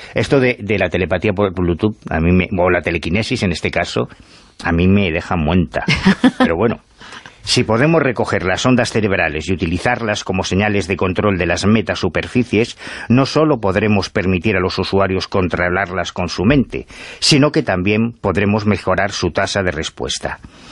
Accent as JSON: {"language": "Spanish", "town": "Madrid", "region": "Community of Madrid", "country": "Spain", "said": "Sí, sí, y de Carabanchel."}